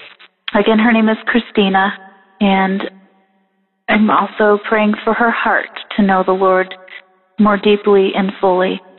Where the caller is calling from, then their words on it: Goshen, Indiana, United States; I'm calling from Goshen, Indiana